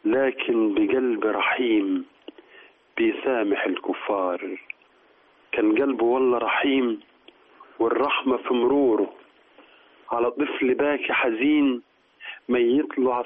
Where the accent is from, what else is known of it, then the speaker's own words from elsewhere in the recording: Sohag Governorate, Egypt; من قريه المسعيد الشرقيه.